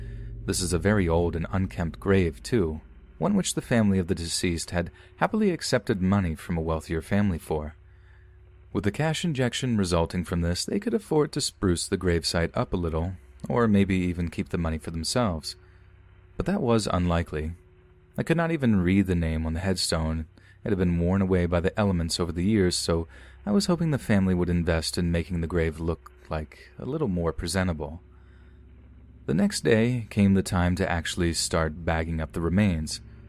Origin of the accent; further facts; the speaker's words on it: Hong Kong; You see, I'm from Hong Kong and I work at Pok Fu Lam Cemetery